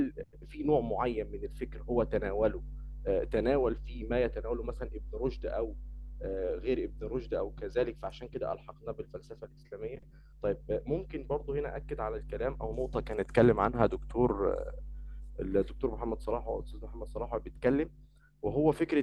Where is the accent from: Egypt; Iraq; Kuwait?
Egypt; من مصر وطالب في أو يعني اتخرجت من كلية اقتصاد وعلوم سياسية جامعة القاهرة.